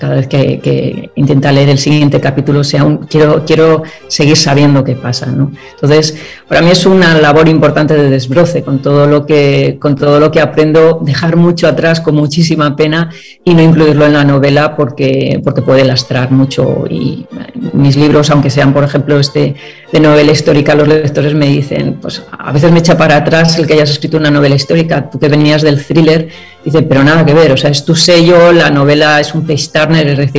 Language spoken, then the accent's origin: Spanish; Vitoria, Basque Country, Spain; en mi tierra natal, en Vitoria, en Álava.